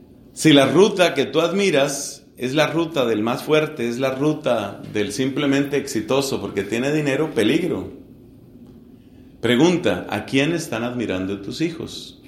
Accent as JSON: {"language": "Spanish", "country": "Colombia", "said": "Entonces hicieron una encuesta en mi país. Soy colombiano. Hicieron una encuesta en mi país"}